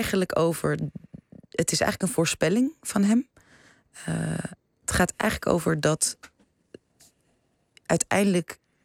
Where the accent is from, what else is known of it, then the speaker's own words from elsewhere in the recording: Amsterdam, North Holland, Netherlands; born there; Nee, ik ben in Amsterdam geboren.